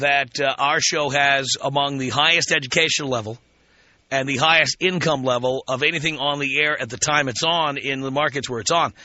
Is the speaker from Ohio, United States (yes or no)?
no; New York City, New York, United States; I grew up in the South Bronx. I grew up in one of the poorest neighborhoods in America, if not the poorest.